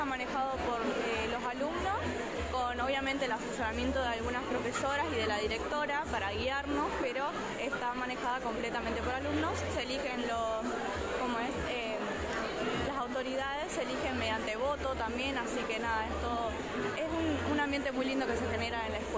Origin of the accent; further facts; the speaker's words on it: Ingeniero Luiggi, La Pampa, Argentina; Nosotros somos de Ingeniero Luigi, de la Escuela Provincial de Comercio Mariano Moreno.